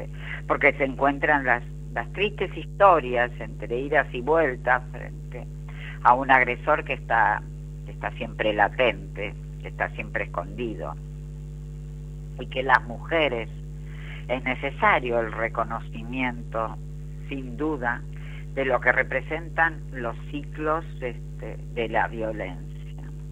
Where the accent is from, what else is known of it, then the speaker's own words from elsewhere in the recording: Argentina; Específicamente en nuestro país, Argentina, en mi país, Argentina, donde mantenemos esta red de mujeres libres de violencia, y justamente desde Buenos Aires, en la ciudad de San Martín